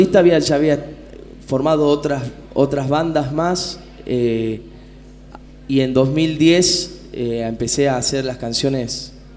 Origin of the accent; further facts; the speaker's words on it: Simoca, Tucumán, Argentina; Toda la Simoca es la parte más zafrera de Tucumán, ¿no? La parte de, paisajísticamente la que más caracteriza a mi provincia, ¿no?